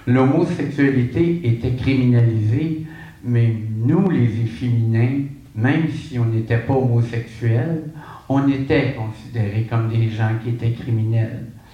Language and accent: French; Quebec, Canada; born there; now in Montréal, Canada; Quand je suis parti de l'Abitibi, je suis né en Abitibi. Mon grand rêve, c'était d'habiter une grande ville pour pouvoir me laisser vivre. Et quand je suis arrivé à Montréal, j'ai quitté l'Abitibi condamné à l'enfer pour l'éternité.